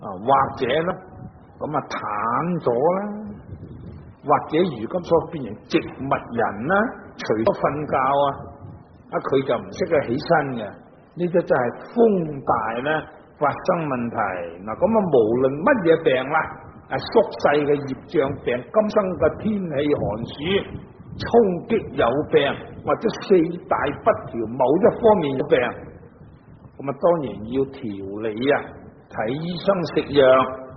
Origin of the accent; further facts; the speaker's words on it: Guangdong, China; 即使住响南方，我哋广东人、广东省啊，热天就当然唔会冻啦。